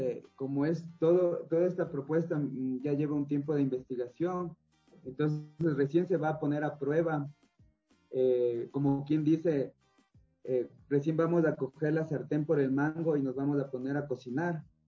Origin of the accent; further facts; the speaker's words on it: Quito, Pichincha, Ecuador; Mis padres, mi familia es de Loja, del sur. Yo soy quiteño, nací aquí, viví aquí